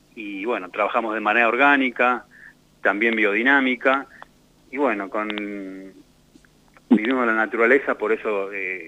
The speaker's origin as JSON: {"language": "Spanish", "region": "Mendoza", "country": "Argentina", "moved": "yes", "said": "Yo vengo de Mendoza, de la tierra también del vino"}